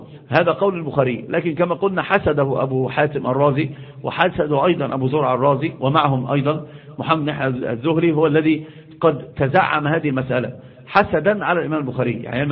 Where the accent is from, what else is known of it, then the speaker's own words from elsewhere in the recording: Upper Egypt, Egypt; حتى عندنا في الصعيد يقسمون